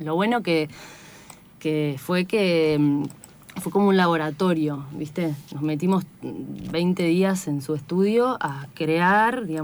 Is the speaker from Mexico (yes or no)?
no; San Martín de los Andes, Neuquén, Argentina; yo soy de la Patagonia, de San uh-huh. Martín de los Andes. Grabamos ahí en mis tierras